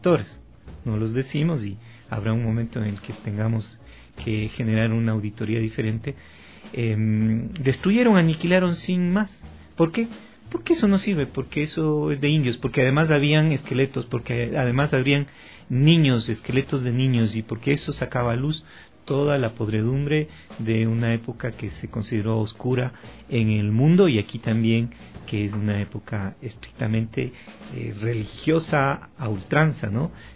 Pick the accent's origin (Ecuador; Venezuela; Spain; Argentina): Ecuador; somos andinos, pero andinos ecuatoriales, pocos, lo que ahora llamamos el Ecuador.